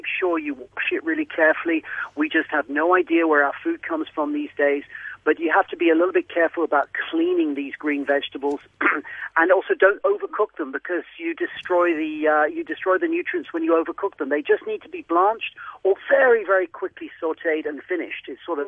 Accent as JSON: {"language": "English", "country": "Switzerland", "tie": "born or raised there", "said": "when I grew up in Switzerland, everything was just, bio"}